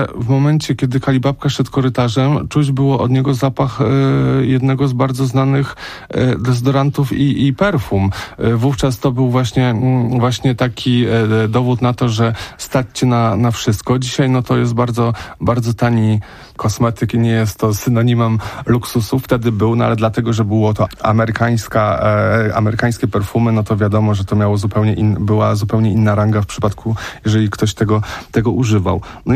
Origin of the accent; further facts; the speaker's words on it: Łódź, Łódź Voivodeship, Poland; Ja sam pamiętam, no ja mam lat 37, no i pamiętam też Peweks, który był u mnie w Łodzi